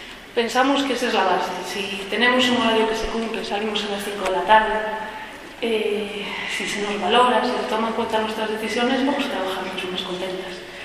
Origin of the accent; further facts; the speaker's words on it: Galicia, Spain; moved away; Porque quería sentarme en algún lugar y tener una familia, volví para España y para Galicia, que era mi tierra.